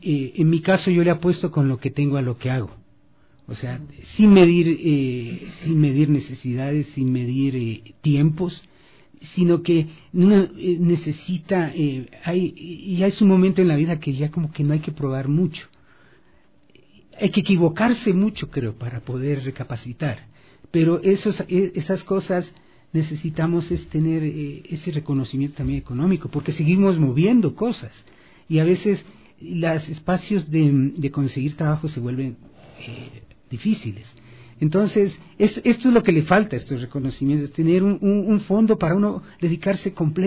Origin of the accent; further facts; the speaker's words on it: Ecuador; que es parte de lo que somos los ecuatorianos